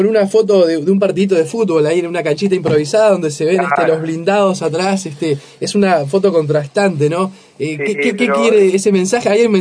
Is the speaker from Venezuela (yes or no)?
no; Uruguay; Es imposible como ser humano y como uruguayo no involucrarse, ¿no?